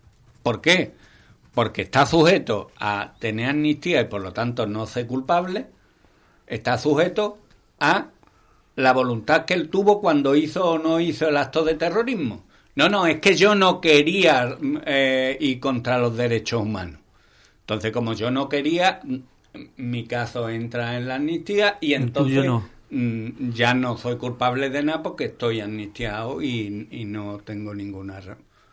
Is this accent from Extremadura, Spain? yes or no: no; Andalusia, Spain; Yo soy andaluz y Andalucía es mi tierra.